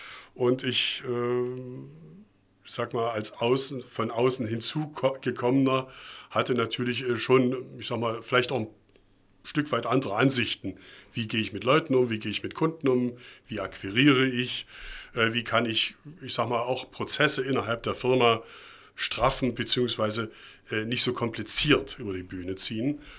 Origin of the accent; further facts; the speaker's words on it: Leipzig, Saxony, Germany; ich bin in Leipzig im Thomanerchor groß geworden.